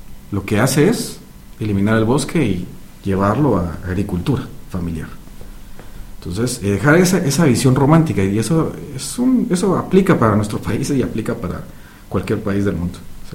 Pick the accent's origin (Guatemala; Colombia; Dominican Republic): Guatemala; dejar por un lado el país verde que quisiéramos como guatemaltecos